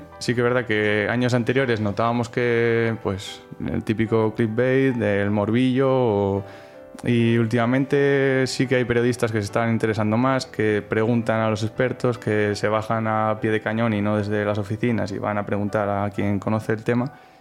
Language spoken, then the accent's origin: Spanish; Soria, Castile and León, Spain; Soy de Soria, entonces trabajaba allí en un pueblo de la provincia